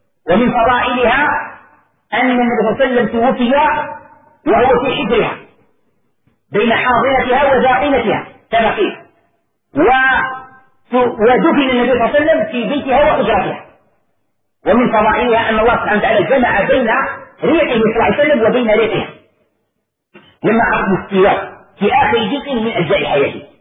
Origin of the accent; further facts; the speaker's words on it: Algeria; طبق معروف عندنا في الجزائر وفي غير الجزائر